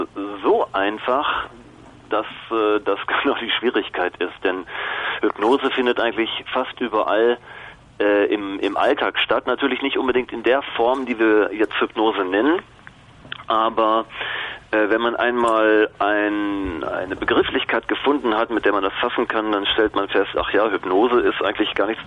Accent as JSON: {"language": "German", "region": "North Rhine-Westphalia", "country": "Germany", "tie": "born or raised there", "said": "Ich bin aufgewachsen im Ruhrgebiet. Da gibt es viele Arbeiter, Stahlfabriken, Zechen und so weiter."}